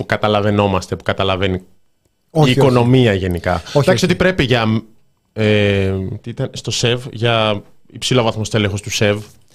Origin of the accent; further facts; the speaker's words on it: Kato Kamila, Central Macedonia, Greece; Ναι, είμαι από την Κάτω Καμήλα Σερών